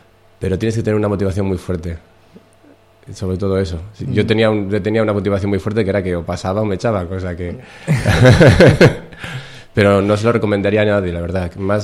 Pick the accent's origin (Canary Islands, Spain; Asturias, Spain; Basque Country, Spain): Asturias, Spain; Gijón; born there; En Gijón.